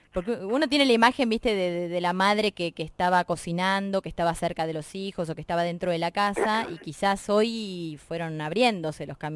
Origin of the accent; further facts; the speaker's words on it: Berisso, Buenos Aires Province, Argentina; Yo soy de Berisso